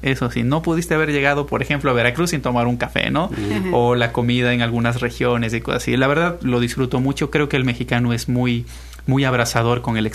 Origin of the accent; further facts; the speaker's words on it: Ambato, Tungurahua, Ecuador; moved away; Soy de Ecuador, de la mitad del mundo, y aparte de Ecuador, soy de la mitad de Ecuador, de una ciudad pequeñita llamada Ambato. Salí hacía varios años de allá